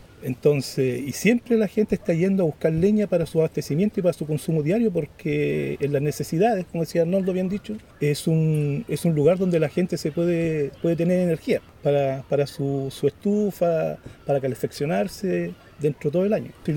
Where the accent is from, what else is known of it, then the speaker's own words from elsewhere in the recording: Penco, Biobío, Chile; soy nacido creado en Penco y de hecho vivo a 100 metros del bosque y de la entrada del Fundo Huehueco donde se va a instalar la minera.